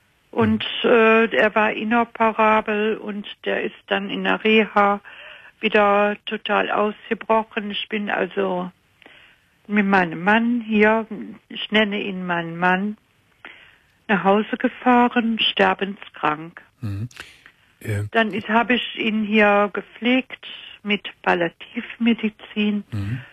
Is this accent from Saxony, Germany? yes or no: no; Cologne, North Rhine-Westphalia, Germany; accent: Rhenish; Ja, ich komme aus Köln.